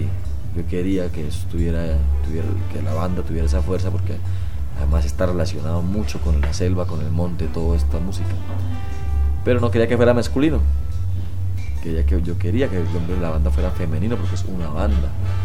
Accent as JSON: {"language": "Spanish", "region": "Santander", "country": "Colombia", "said": "hay una vereda que se llama La Tigra por allá cerca en Santander, a mi pueblo."}